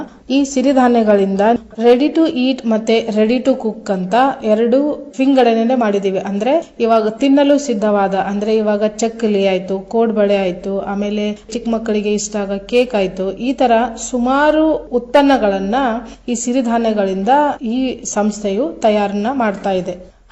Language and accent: Kannada; Karnataka, India; ನಾವು ಉತ್ತರ ಕರ್ನಾಟಕದವರು ಸಿರಿಧಾನ್ಯ ಅಂತಂದ್ರೆ ಜೋಳ ಅನ್ನೋದನ್ನ ತಿಳ್ಕೊಂಡಿದ್ದೀವಿ.